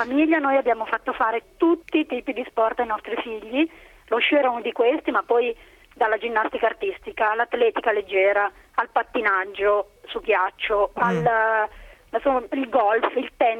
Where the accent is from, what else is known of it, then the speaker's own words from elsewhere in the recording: Milan, Lombardy, Italy; now in Aosta Valley, Italy; il fatto di essere milanese era quasi un vantaggio